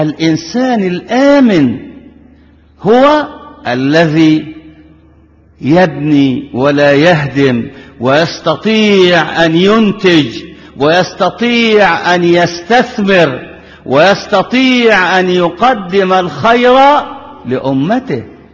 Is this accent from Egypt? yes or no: yes; Egypt; ونحن أبناء مصر كلنا كما قلت تقلنا أرض واحدة